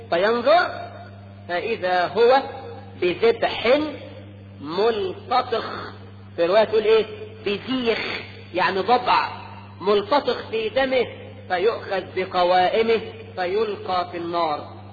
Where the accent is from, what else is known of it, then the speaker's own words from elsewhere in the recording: Egypt; ده احنا كمصريين بنسمي الواحد اسمين